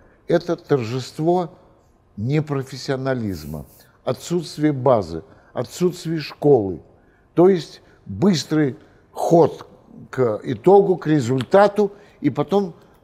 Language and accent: Russian; Moscow, Russia; born or raised there